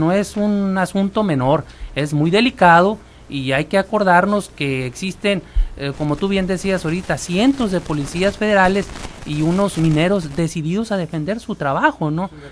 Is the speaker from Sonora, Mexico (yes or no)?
yes; Cananea, Sonora, Mexico; Pues Cananea es mi tierra también, yo crecí con mucha gente que está ahí en las puertas cuidando el movimiento de huelga.